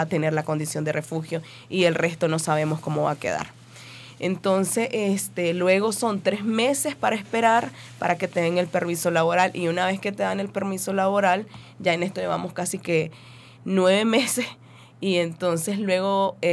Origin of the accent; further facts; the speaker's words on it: Monimbó, Masaya, Nicaragua; moved away as an adult; La última vez que atacaron el barrio de Monimbó, porque soy originaria de Monimbó, soy mujer indígena, entonces a mí sí me tocó salir luego de ese ataque tan fuerte que tuvimos. Entonces ya son 9 meses de estar por acá.